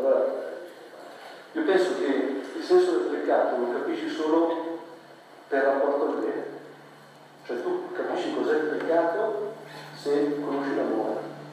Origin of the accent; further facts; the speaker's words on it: Lombardy, Italy; sono brianzolo